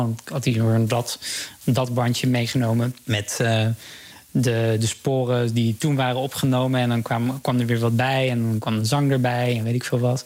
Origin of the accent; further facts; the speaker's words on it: Vlaardingen, South Holland, Netherlands; now in Utrecht, Netherlands; En ja, ik ben ook opgegroeid in Vlaardingen. Mensen denken vaak Rotterdam ook. Ja, dat ben ik ook gaan zeggen toen ik naar Utrecht ging. Toen ik daar kwam wonen, want mensen weten vaak toch niet helemaal waar Vlaardingen ligt.